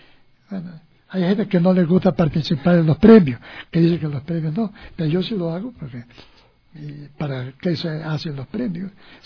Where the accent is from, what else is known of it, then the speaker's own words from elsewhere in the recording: Quito, Pichincha, Ecuador; also born or lived in Guayaquil; porque yo, si bien yo nací en Guayaquil, ¿no?, pero en cambio yo viví en Quito desde los 5 años.